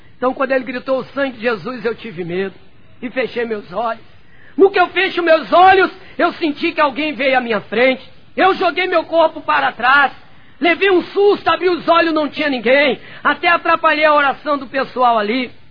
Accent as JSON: {"language": "Portuguese", "region": "Rio de Janeiro", "country": "Brazil", "tie": "born or raised there", "said": "Voltei para o Rio de Janeiro, para ali onde eu nasci e me criei, no bairro chamado Santa Amélia."}